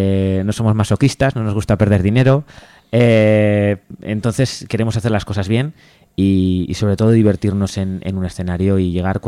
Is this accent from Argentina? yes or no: no; Blesa, Aragon, Spain; será en mi pueblo, en Blesa.